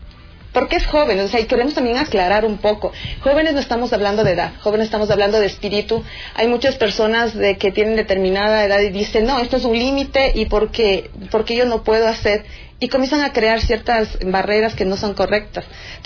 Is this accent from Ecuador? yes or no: yes; Ecuador; mayor retos como ecuatorianos, que estamos claros de que el Ecuador tiene mucho talento